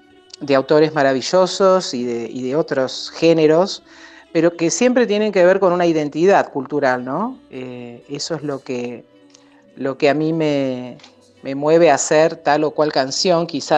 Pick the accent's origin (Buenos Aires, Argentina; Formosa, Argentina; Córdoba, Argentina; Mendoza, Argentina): Buenos Aires, Argentina; born there; el tango lo conozco porque nací en Buenos Aires, porque lo he vivido, lo he escuchado, lo he cantado